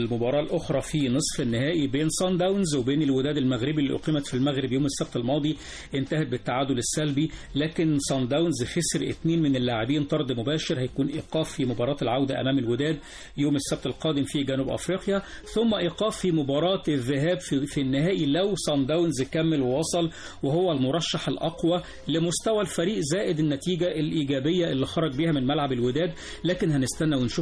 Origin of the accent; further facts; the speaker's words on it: Egypt; بقى بيحب الملعب ده اكتر من بعض الملاعب عندنا في مصر